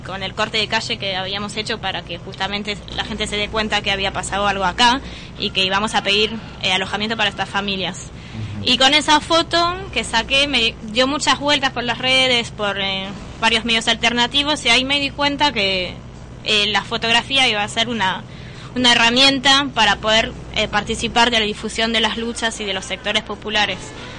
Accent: Paris, Île-de-France, France; De París.

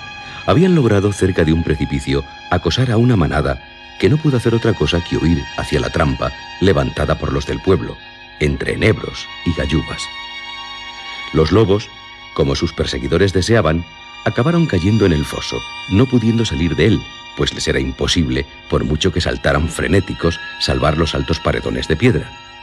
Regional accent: Basque Country, Spain; Y yo soy de Álava

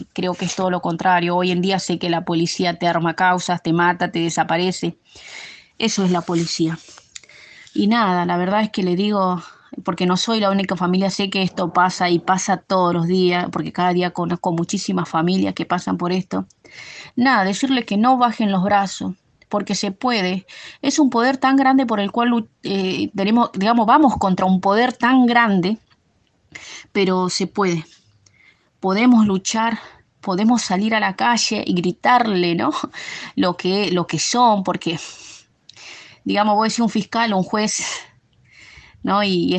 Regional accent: Monte Chingolo, Buenos Aires Province, Argentina; Yo soy de Monte Chingolo.

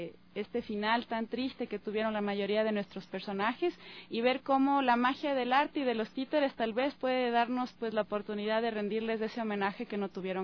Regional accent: Ecuador; Para mí ha sido también como interesante como ecuatoriana volver a rever biografías

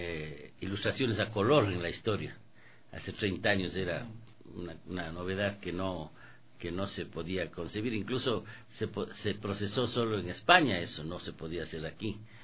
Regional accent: Ecuador; nosotros tenemos que sentarnos como ecuatorianos

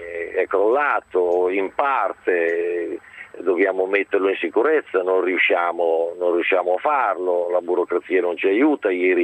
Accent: Concordia, Emilia-Romagna, Italy; Io sono originario di Concordia, i miei suoceri di Mirandola, e vado avanti e indietro tra questi due paesi. La mia attività è a Modena, grazie a Dio, come la mia casa personale

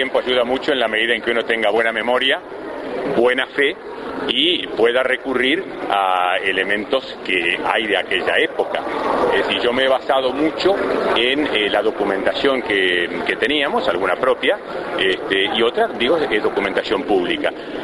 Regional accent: Mercedes, Buenos Aires Province, Argentina; Lo hice en mi pueblo, en Mercedes

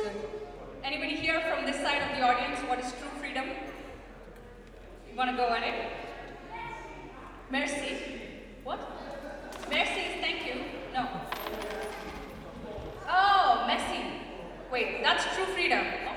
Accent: India; now in Netherlands; I'm so Dutch that I've actually started to use Kopzegels. And of course, I'm millennial and I'm Indian

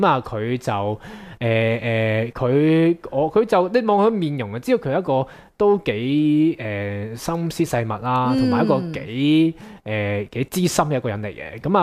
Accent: China; 细个喺大陆嗰啲山区嘅厕所就系咁样啦

